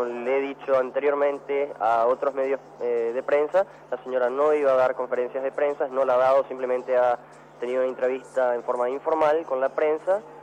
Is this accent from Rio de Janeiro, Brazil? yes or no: yes; Rio de Janeiro, Brazil; Spanish is a second language; Yo soy brasileño.